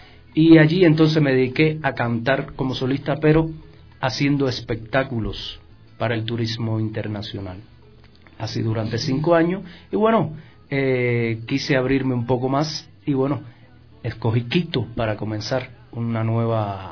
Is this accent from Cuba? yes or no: yes; Cuba; Yo soy de Cuba, del centro de Cuba, de una ciudad muy pequeña, muy colonial, que la vives y te transportas a los 1800